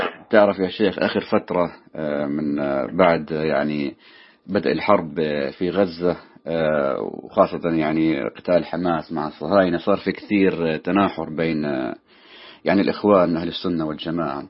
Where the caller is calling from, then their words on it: Canada; شيخ، أنا أتكلم معك من كندا.